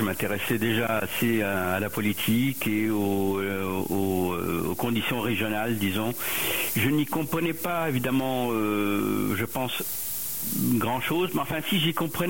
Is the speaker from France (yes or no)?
no; Lebanon; moved away; j'ai quitté le Liban, mais parce que nous, on n'a pas décidé de rester.